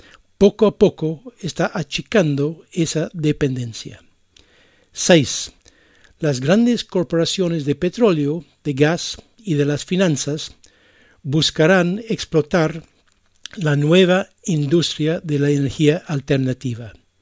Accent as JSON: {"language": "Spanish", "country": "Ireland", "tie": "born or raised there", "second_language": "Spanish", "said": "Y los invito a escuchar una canción de mi país natal, Irlanda."}